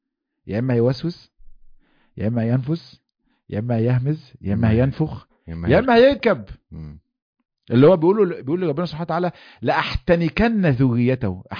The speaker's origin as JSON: {"language": "Arabic", "country": "Egypt"}